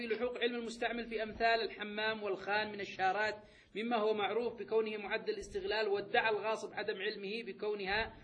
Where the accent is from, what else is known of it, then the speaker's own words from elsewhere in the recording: Yemen; شيخنا الآن هذا يحصل مثلا عندنا في اليمن، هذا موجود